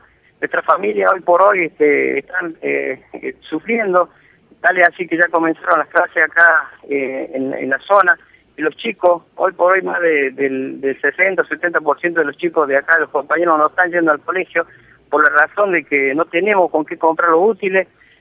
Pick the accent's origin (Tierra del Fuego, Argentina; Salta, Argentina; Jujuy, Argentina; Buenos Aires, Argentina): Jujuy, Argentina; en Salar también somos argentinos